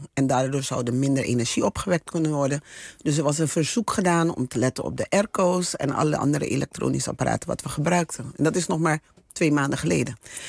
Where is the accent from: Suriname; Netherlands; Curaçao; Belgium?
Suriname; Het is wat wij als Surinamers gewoon elke dag merken is gewoon dat de economie ontwricht is.